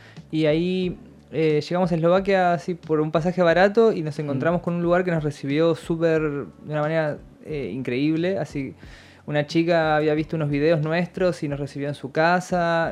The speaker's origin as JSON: {"language": "Spanish", "town": "La Plata", "region": "Buenos Aires Province", "country": "Argentina", "moved": "yes", "lives_now": "Slovakia", "said": "yo soy muy platense, o sea, como que era, siempre fui muy fanático de La Plata, por más que ahora me fui hace tiempo, pero me encanta La Plata y me considero platense, por más de que hable raro."}